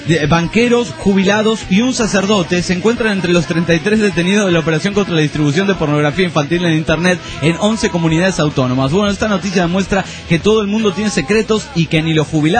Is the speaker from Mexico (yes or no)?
yes; Monterrey, Nuevo León, Mexico; de Monterrey, Nuevo León, México.